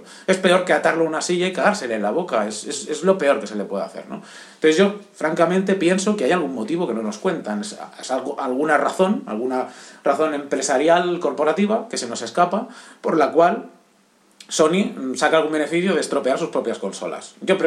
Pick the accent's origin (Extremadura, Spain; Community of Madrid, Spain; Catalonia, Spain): Catalonia, Spain; Barcelona; soy de Barcelona.